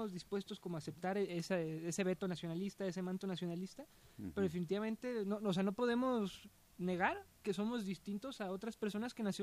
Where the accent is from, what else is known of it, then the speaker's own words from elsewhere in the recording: Mexico; born there; lo mexicano no es lo que tenemos los que nacimos en México.